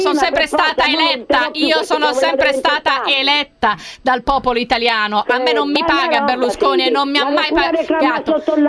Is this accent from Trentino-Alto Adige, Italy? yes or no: yes; Bolzano, Trentino-Alto Adige, Italy; posso parlare anche se so di Bolzano